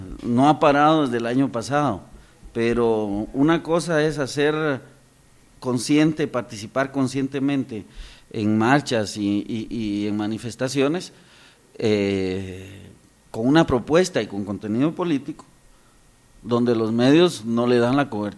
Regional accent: Guatemala; como somos los guatemaltecos en estas cosas

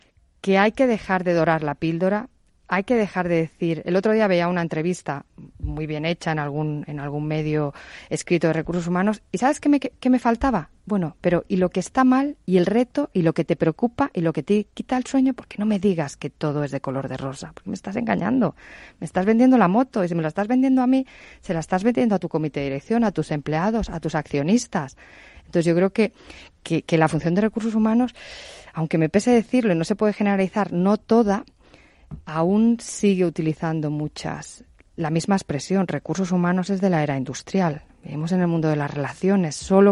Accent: Spain; la verdad es que obviamente yo soy española

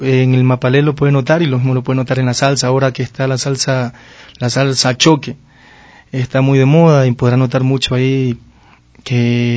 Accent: Esmeraldas, Ecuador; Ese lo hice ya en Esmeraldas, ya me trasladé a mi ciudad natal.

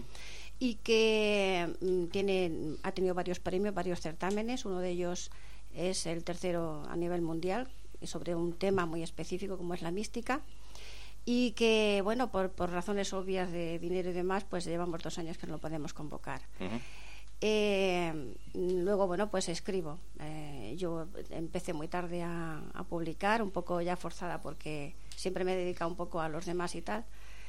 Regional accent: Montefrío, Andalusia, Spain; Yo procedo de un pueblo de Granada que se llamaba Montefrío.

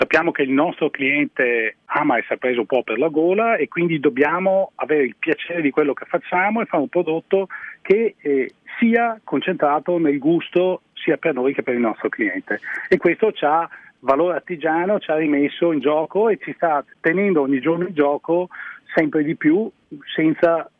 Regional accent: Veneto, Italy; lei sa che nel Veneto noi faccio tutto mio, ecco, siamo un po' presenti

